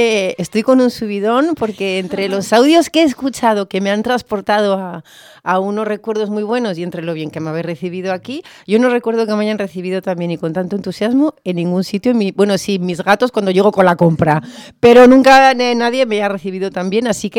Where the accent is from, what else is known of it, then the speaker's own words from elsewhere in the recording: Gijón, Asturias, Spain; also born or lived in Avilés; yo vivía en Gijón, yo nací en Avilés, pero cuando era muy, muy pequeñita mis padres ya me llevaron a Gijón a vivir.